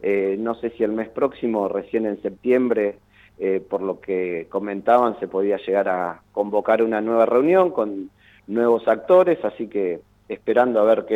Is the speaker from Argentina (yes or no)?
yes; Mar del Plata, Buenos Aires Province, Argentina; Nosotros, más allá de eso, como siempre decimos, somos de Mar del Plata, queremos lo mejor para la ciudad